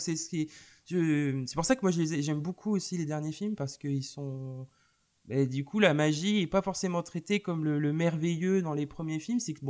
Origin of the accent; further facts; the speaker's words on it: Nantes, Pays de la Loire, France; Je sais que par exemple chez moi à Nantes, il y a un ciné-concert